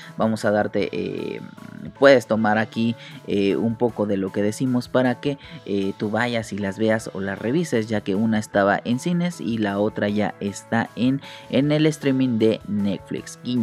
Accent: Mexico; Para acá los que estamos, somos de México

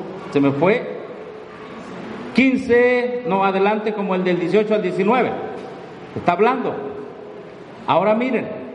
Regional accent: Mexico; Bueno, todos somos vecinos de Estados Unidos, somos mexicanos.

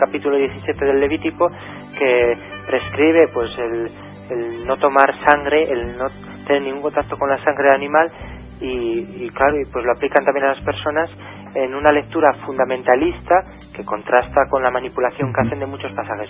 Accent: Zamora, Castile and León, Spain; los testigos de Jehová de la ciudad de Zamora, de mi ciudad natal

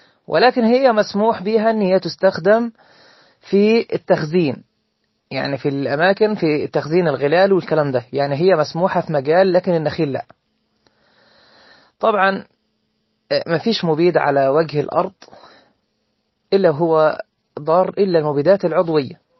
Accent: Egypt; فاحنا بغض النظر عن ان انا مثلا مصري

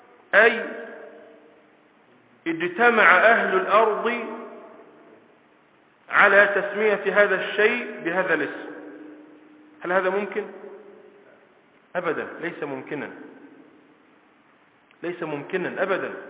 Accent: Egypt; وإلا لو سألتني وأنا من مصر عن هذا الحيوان الذي له صفة كذا لقلت هذا اسمه أسد

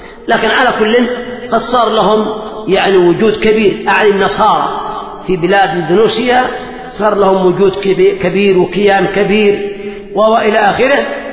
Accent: Yemen; لا يزال موجودين عندنا في اليمن

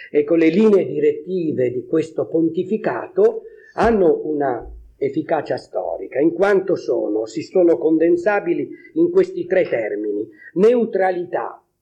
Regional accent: La Spezia, Liguria, Italy; now in Naples, Italy; io sono uno spezzino trapiantato a Napoli, sono della Spezia, nessuno è senza difetti, no?

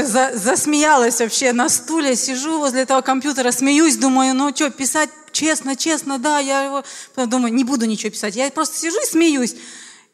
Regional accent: Riga, Latvia; просто общалась, что я из города Риги, да, вот верующий.

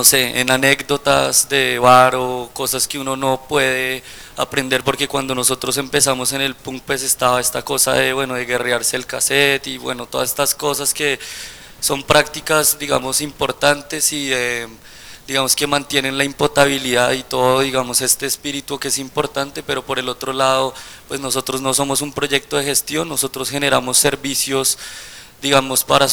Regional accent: Colombia; las limitaciones que tenemos nosotros siendo colombianos

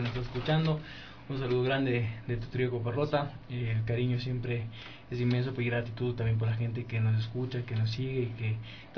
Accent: Ecuador; en la parroquia Santa Bárbara, en Las Casas, exactamente, fue donde fui bautizado. Ahí nací yo. Crecí, bueno, toda mi vida que me crié por aquí, por la Colón y Versalles. toda la vida, 25 años de mi vida. Ahora, bueno, vivo en San Carlos.

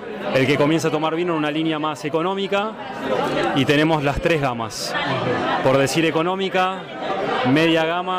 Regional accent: Vicente López, Buenos Aires Province, Argentina; moved away as an adult; now in Mendoza, Argentina; El vino fue hace como 10 años y nos llevó a invertir e irnos a vivir a Mendoza, ya que somos de Vicente López.

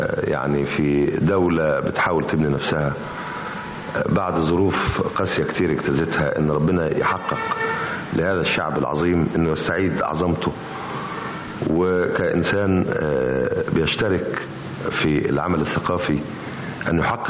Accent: Alexandria, Alexandria Governorate, Egypt; انا اسكندراني، انا كنت عايش في اسكندريه بس انا منتسب لاسكندريه

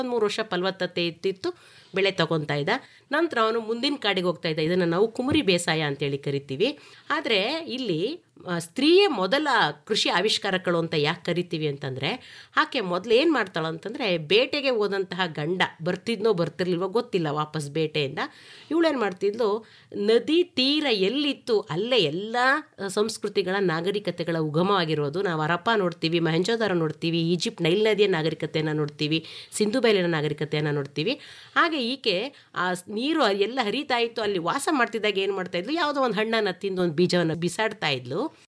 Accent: Karnataka, India; ಯಾಕಂದರೆ ನಾನು ಮೂಲತಃ ಮಂಡ್ಯ ಜಿಲ್ಲೆಯೊಳೇ ಆಗಿರೋದ್ರಿಂದ, ಹಾಗಾಗಿ ನಾನು ಈ ಜಿಲ್ಲೆಯನ್ನು ಆಯ್ಕೆ ಮಾಡಿಕೊಂಡೆ.

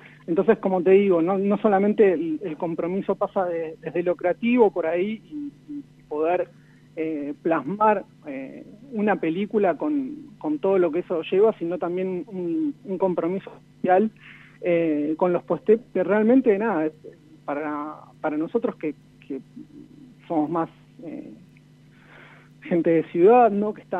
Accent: Santa Rosa, La Pampa, Argentina; born there; Yo nací en Santa Rosa, La Pampa.

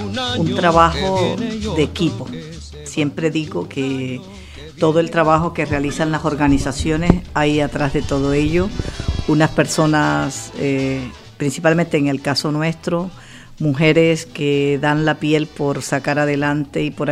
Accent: Barranquilla, Atlántico, Colombia; also born or lived in Santa Lucía; now in Spain; Un pueblo del departamento del Atlántico que se llama Santa Lucía. Bueno, nací ahí, pero toda mi vida he vivido en Barranquilla.

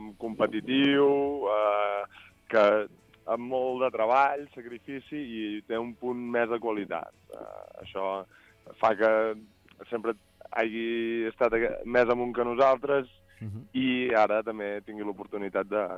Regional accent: Berga, Catalonia, Spain; Sí, jo que sóc de Berga també ho trobo.

